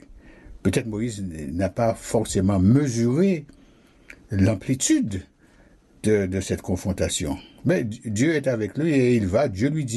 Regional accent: Guadeloupe; Vous le savez bien, chez nous, en Guadeloupe, lorsque il n'y a pas d'eau

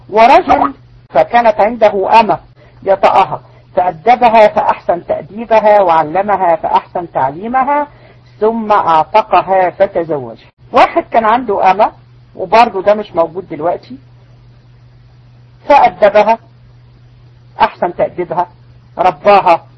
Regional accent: Egypt; احنا عندنا في مصر الناس تكره الزوجة التانية

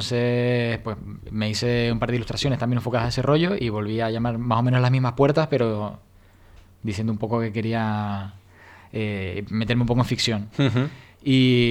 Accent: Canary Islands, Spain; accent: Canarian; No sabéis interpretar mi acento canario.

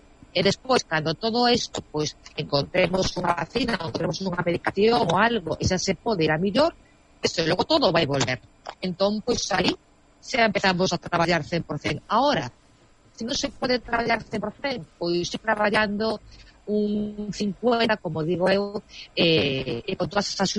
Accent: Galicia, Spain; Pero bueno, pero nós como galegos ou os españoles en general somos moi dados

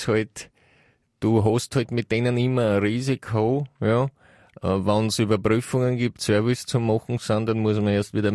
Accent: United States; now in Austria; ich komme ja aus Amerika, nicht? Ich habe ja da wirklich einen größeren Blick.

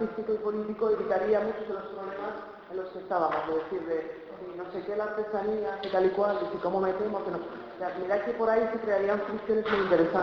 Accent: Burgos, Castile and León, Spain; born there; yo nací en Burgos

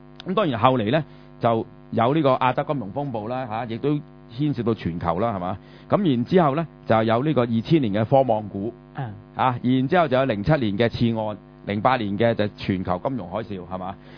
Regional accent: Hong Kong; 不过我哋香港人唔好知

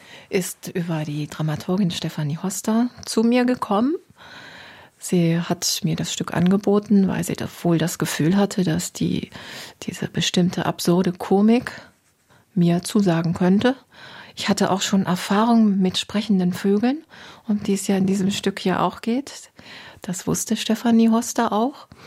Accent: Osnabrück, Lower Saxony, Germany; born there; moved away as an adult; also born or lived in Tübingen / Berlin; Ich bin geboren in Norddeutschland, in Osnabrück, bin dann zum Studium nach Tübingen gegangen, möglichst weit weg. Ich wollte was erleben, ein bisschen weg aus der norddeutschen Tiefebene, habe Philosophie und Germanistik studiert, bin dann nach 2 Jahren in die Großstadt nach Berlin

